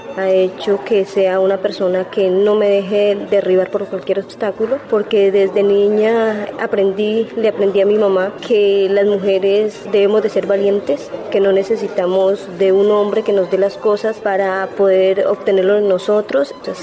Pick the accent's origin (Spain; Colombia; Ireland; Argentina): Colombia; Popayán, Cauca; Soy la segunda hija de 8 hermanos. Vivimos en la ciudad de Popayán, soy de Popayán.